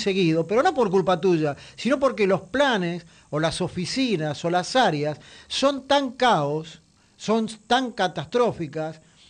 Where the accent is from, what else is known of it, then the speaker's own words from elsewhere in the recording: Buenos Aires, Argentina; para los que somos de la Ciudad de Buenos Aires